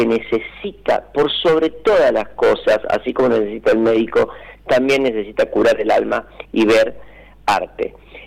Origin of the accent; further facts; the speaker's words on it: Villa Dolores, Córdoba, Argentina; yo soy de Villa Dolores, amo mi pueblo.